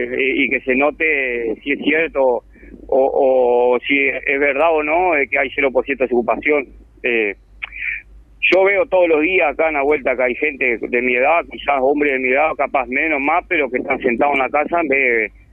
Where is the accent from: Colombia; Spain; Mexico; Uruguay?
Uruguay; que somos uruguayos y que no escapamos a la realidad que acoge a todo el país